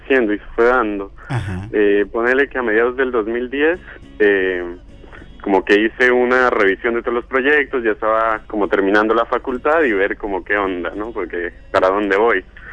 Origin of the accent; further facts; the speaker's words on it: Colombia; now in Argentina; Yo soy colombiano.